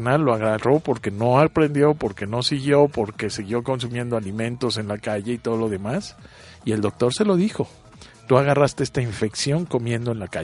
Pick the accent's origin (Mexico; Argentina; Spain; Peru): Mexico; Y nosotros como mexicanos ya estamos curados porque lo respiramos diario.